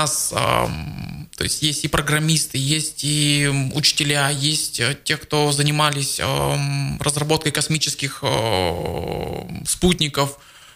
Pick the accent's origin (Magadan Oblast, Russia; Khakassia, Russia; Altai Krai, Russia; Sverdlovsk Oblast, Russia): Khakassia, Russia; Abakan; И вот я сам родом из Абакана.